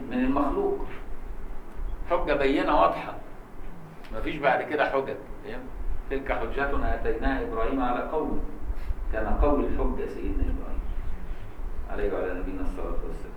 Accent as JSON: {"language": "Arabic", "country": "Egypt", "said": "والعبور ده عملوه سوقي عندنا في مصر سوق العبور"}